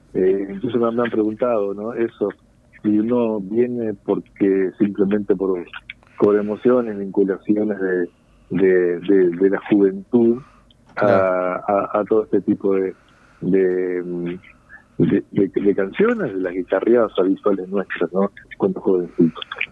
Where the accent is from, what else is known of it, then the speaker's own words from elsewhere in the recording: Salto, Uruguay; born there; moved away as an adult; now in Montevideo, Uruguay; Soy salteño de nacimiento, pero ya me vine ya a los 20 años, hace casi, no sé, 40 que estoy en Montevideo